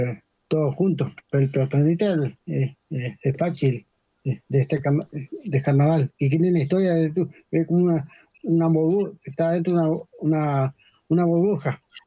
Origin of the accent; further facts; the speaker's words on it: Bariloche, Río Negro, Argentina; Bueno, vivo en barrio Chichavil. Soy de Bariloche y me quedé acá en Bariloche, en Río Negro.